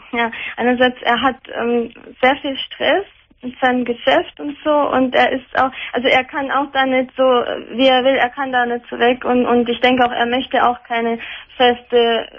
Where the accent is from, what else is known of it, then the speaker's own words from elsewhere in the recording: Bavaria, Germany; born there; Also gut, ich bin ja in Bayern geboren